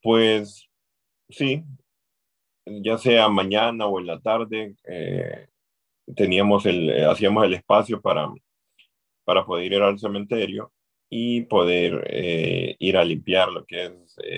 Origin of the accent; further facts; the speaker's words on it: Tegucigalpa, Francisco Morazán, Honduras; pues sí, yo soy de Honduras, de Tegucigalpa, de la capital de Francisco Morazán, Tegucigalpa.